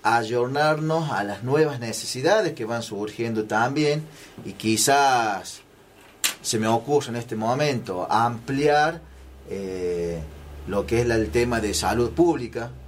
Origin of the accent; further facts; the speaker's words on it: Villa de las Rosas, Córdoba, Argentina; Yo soy nativo de Villa de las Rosas y vengo trabajando en la MUNI hace bastante tiempo.